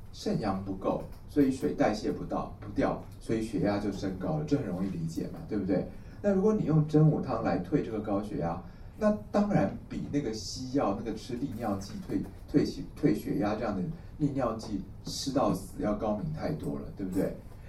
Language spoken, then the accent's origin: Chinese; Taiwan; 而且我们台湾人的水土体质其实非常明显